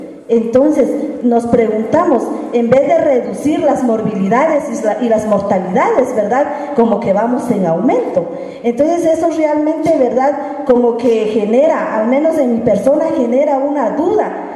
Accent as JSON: {"language": "Spanish", "country": "Guatemala", "said": "Muy buenas tardes, yo soy de Guatemala."}